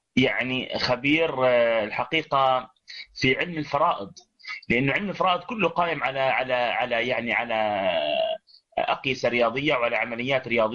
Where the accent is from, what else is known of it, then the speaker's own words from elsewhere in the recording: Nablus, Nablus Governorate, Palestine; لأنه خليلي وأنا نابلسي